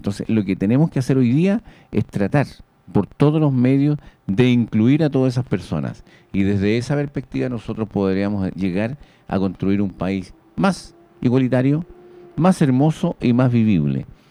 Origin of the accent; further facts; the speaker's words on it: Chile; como personas, como chilenos, como seres humanos, como puentealtinos